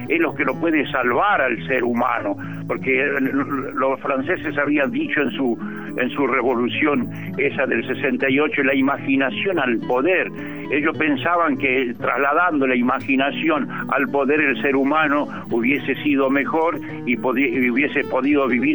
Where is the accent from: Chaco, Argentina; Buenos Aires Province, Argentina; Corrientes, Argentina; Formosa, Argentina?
Chaco, Argentina; yo pude salir desde los montes del Chaco, ¿no? Mi canto vengo de los montes del Chaco, mi canto es la semilla.